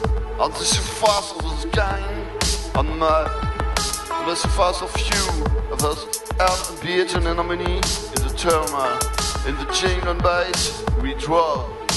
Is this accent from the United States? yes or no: no; France; English is a second language; And I'm sorry for my accent, because I'm French.